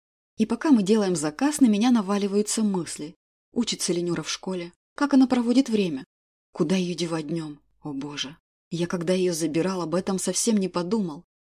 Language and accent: Russian; Moscow, Russia; я тот редкий москвич, кто с огромным удовольствием лишний раз посмотрит на храм Василия Блаженного, несмотря на то, что в детстве меня постоянно сюда таскали.